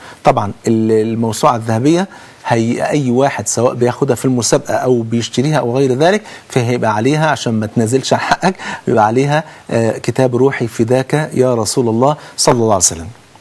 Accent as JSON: {"language": "Arabic", "country": "Egypt", "said": "تعالوا كلنا نقول احنا كلنا مصريين"}